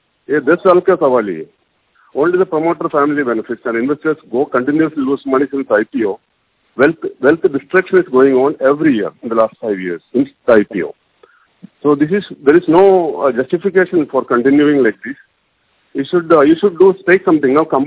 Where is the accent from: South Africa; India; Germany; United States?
India; Kochi, Kerala; from Cochin.